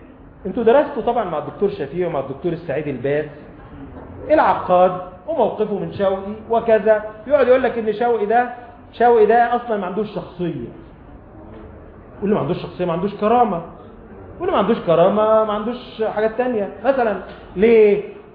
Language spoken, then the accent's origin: Arabic; Sharqia Governorate, Egypt; تعال عندنا في الريف الستات اللي هنا اللي من الريف وستات عندنا في بلدنا في الشرقية